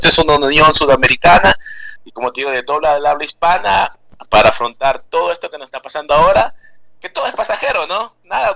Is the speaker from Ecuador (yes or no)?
yes; Manabí, Ecuador; Acá hay un trago fuerte que es de mi tierra, yo soy de Manaví, de la costa, de las playas.